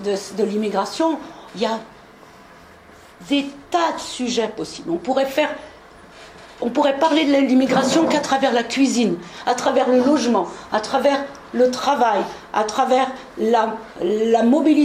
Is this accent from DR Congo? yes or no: no; France; born there; Moi, je suis née en France.